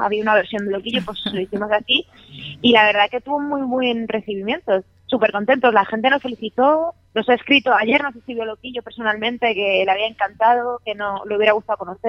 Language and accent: Spanish; Madrid, Community of Madrid, Spain; yo soy de Arganzuela, aunque actualmente resido en Usera